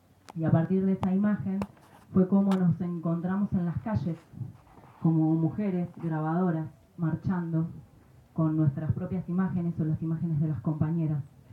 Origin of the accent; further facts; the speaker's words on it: Buenos Aires, Argentina; De donde vengo, Argentina, de Buenos Aires, venimos haciéndole eco a la convocatoria